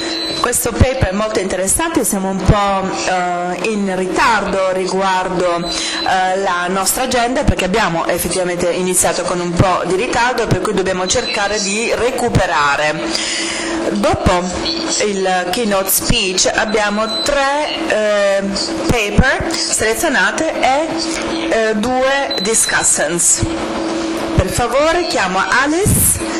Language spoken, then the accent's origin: Italian; England, United Kingdom; Italian is a second language; vengo dall'Inghilterra, come potete sentire